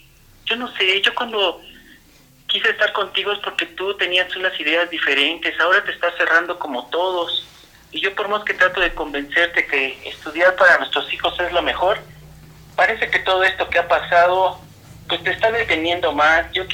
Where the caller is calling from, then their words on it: Ixtapaluca, State of Mexico, Mexico; De Ixtapaluca.